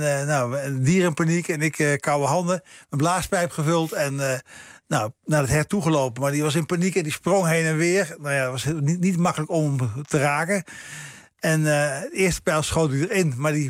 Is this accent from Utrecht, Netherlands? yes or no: yes; Veenendaal, Utrecht, Netherlands; Ja, Veenendaal. Een beetje het oosten, maar niet echt super oost.